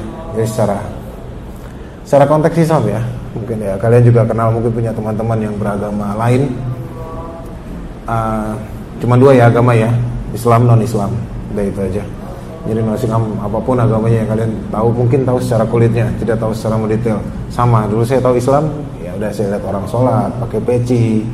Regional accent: Jakarta, Indonesia; born there; Saya lahir di Jakarta 35 tahun yang lalu, 14 Juli tahun 81. Saya lahir dari keluarga yang berbeda dari jemaah di sini. Keluarga saya pun keturunan yang minoritas di Indonesia.

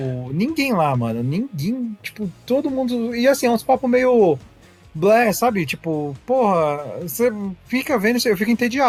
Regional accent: Brazil; Eu, como brasileiro, faço isso.

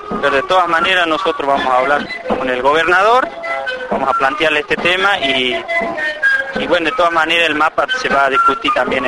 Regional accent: Argentina; Yo soy de la comunidad Coyatincunacu y también soy miembro de la Coyamarca, que es la coordinadora de organizaciones Coyas Autónomas

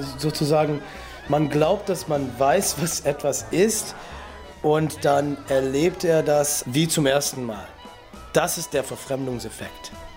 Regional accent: Detroit, Michigan, United States; Ich bin in Detroit aufgewachsen, einfach amerikanisch assimiliert. Meine so kulturelle Erziehung als Amerikaner hat mit so Rock und Motown, Soul und Punk und Folk zu tun.

